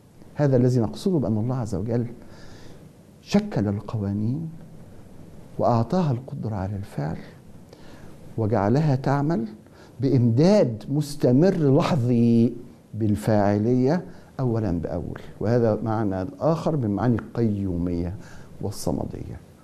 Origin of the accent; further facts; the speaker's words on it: Egypt; وإحنا كمصريين